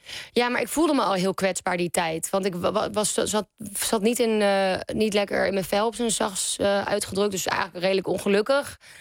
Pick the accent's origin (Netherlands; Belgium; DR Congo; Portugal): Netherlands; Amsterdam, North Holland; want ik kom uit Amsterdam, waar ik dus nu weer woon.